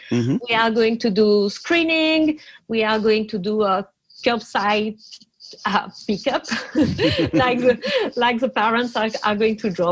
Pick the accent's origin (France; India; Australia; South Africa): France; first language fr; English is a second language; moved away as an adult; now in Minneapolis, United States; So I'm French, as you can hear. I'm from France, and I was teacher for like 10 years in France, and I moved to the Twin City in 2017.